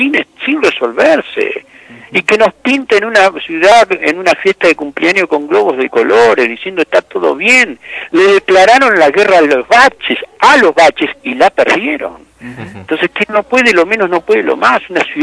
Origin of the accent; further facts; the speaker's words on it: Buenos Aires, Argentina; yo como porteño, como nacido, como parido en Buenos Aires, como padeciendo los problemas de Buenos Aires